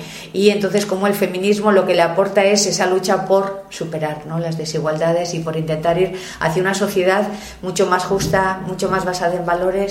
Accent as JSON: {"language": "Spanish", "town": "Sestao", "region": "Basque Country", "country": "Spain", "tie": "born there", "said": "yo nací en Sestao, que es un pueblecito que está aquí al lado de Bilbao, en una época muy industrial"}